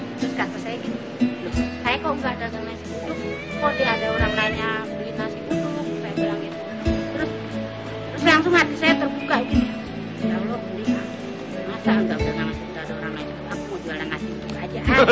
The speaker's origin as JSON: {"language": "Indonesian", "region": "Jakarta", "country": "Indonesia", "said": "kan bahasa orang Betawi kan, saya orang Betawi ya."}